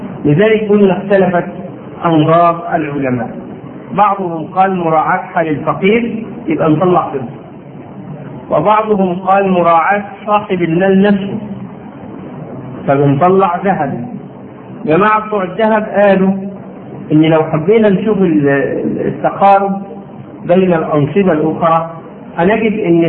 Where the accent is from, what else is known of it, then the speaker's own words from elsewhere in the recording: Egypt; ما هي نفس المشكلة عندنا في مصر